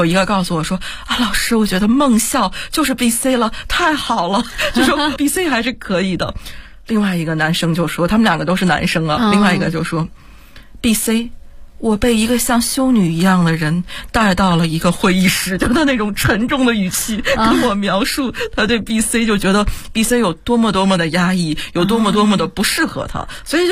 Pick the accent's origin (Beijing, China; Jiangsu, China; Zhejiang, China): Beijing, China; 我们是从北京来